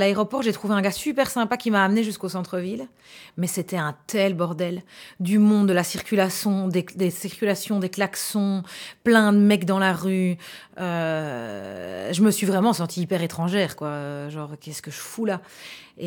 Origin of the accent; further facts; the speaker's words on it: Gilly, Wallonia, Belgium; Mais moi, j'ai grandi à Gilly. Donc, c'est dans la banlieue de Charleroi et dans un environnement très, très mélangé, en fait, et avec pas mal d'arabophones.